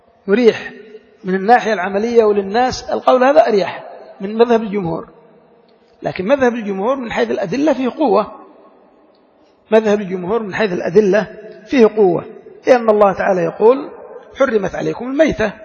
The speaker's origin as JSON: {"language": "Arabic", "country": "Yemen", "said": "هذه مشكلة عندنا في اليمن نحتاج إلى بحثها"}